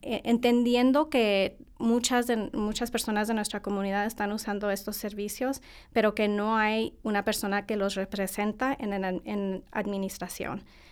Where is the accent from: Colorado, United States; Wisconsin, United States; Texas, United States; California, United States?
Texas, United States; El Paso; yo originalmente soy tejana. nací en El Paso, Texas. Mi familia es de Chihuahua, así que mi mamá y mis abuelitos, yo crecí yendo a Chihuahua en los veranos con mi abuelita y mi abuelito